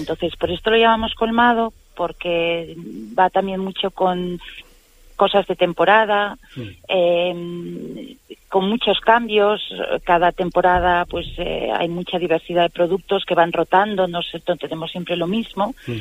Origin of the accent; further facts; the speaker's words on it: Barcelona, Catalonia, Spain; Yo vengo de Barcelona y allí es un nombre bastante común.